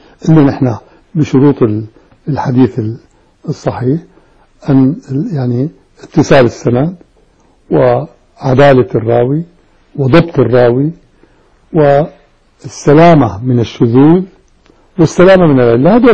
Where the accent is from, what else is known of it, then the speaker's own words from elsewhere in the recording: Damascus, Damascus Governorate, Syria; سكن عندنا في دمشق